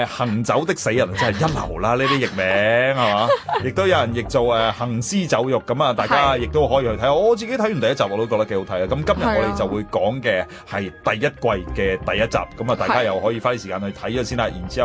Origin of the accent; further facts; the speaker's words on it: China; 我哋中国人叫僵尸嘛